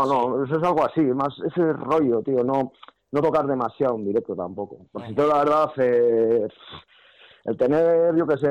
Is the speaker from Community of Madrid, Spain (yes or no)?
no; Zumárraga, Basque Country, Spain; Pues, aquí en Guipúzcoa, si lo que hemos tocado así en Guipúzcoa, aquí en, porque yo soy de Zumárraga